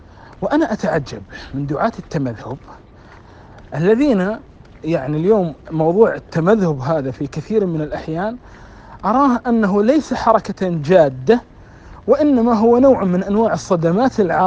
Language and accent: Arabic; Yemen; من الحكمة عندنا في اليمن أن